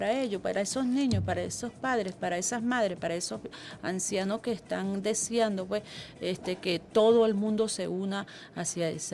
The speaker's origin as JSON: {"language": "Spanish", "country": "Venezuela", "said": "como somos nosotros los venezolanos unidos"}